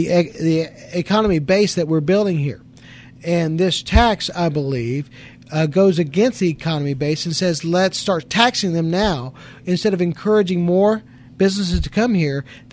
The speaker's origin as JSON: {"language": "English", "region": "Arkansas", "country": "United States", "tie": "born or raised there", "said": "I grew up in the Delta of Arkansas, and I've lived the last 20 years up here, and I've got to tell you that I've enjoyed all of Arkansas."}